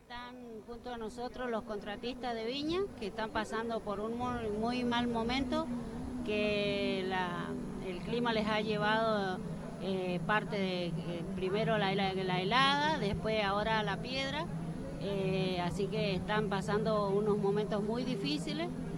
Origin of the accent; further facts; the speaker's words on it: San Carlos, Mendoza, Argentina; born there; now in Rivadavia, Argentina; Bueno, sí, yo soy nacida en San Carlos, pero actualmente vivo en Rivadavia.